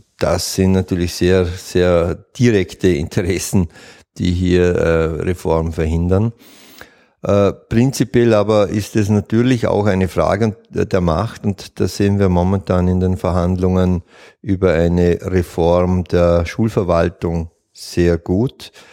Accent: Vorarlberg, Austria; Nein, ich bin Vorarlberger

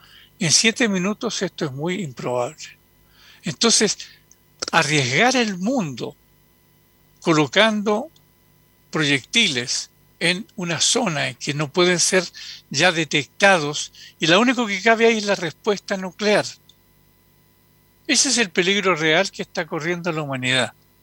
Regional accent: Chile; nosotros como chilenos nos tocó de alguna manera vivirlo en pequeña escala cuando se produjo el golpe de Estado en Chile

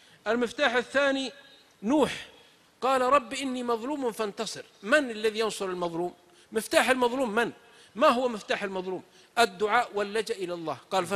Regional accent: south, Saudi Arabia; نكته عندنا من السعوديه من الجنوب، واحد من جماعتنا من قبيلتنا طبعا اختلف مع اهل قريتي

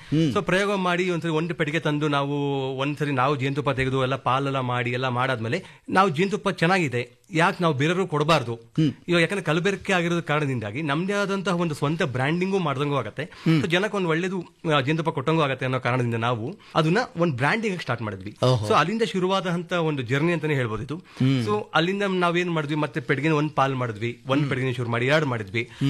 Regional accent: Sirsi, Karnataka, India; now in Bangalore, India; ನಮ್ದು ಮೂಲತಃ ಬಂದು ನಮ್ದು ಸಿರ್ಸಿಯವ್ರನವರು. ನಾವು ಅಲ್ಲಿಂದ ಬೆಂಗಳೂರಿಗೆ ಬಂದು ಇವಾಗ ನಮ್ಮ ತಂದೆಯವರು 33 ವರ್ಷ ಆಗಿತ್ತು.

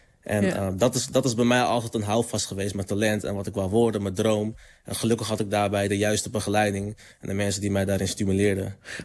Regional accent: Groningen, Netherlands; zelf kom ik uit Groningen en in het hoge noorden.

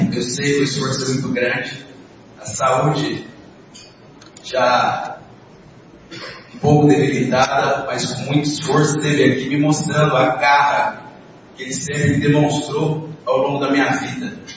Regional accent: São José do Rio Preto, São Paulo, Brazil; Cresci em São José do Rio Preto, me casei em São José do Rio Preto

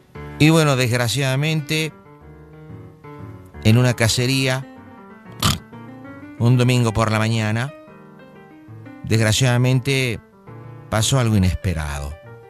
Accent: Buenos Aires, Argentina; now in Canada; Y bueno, yo nací en Buenos Aires, soy porteño.

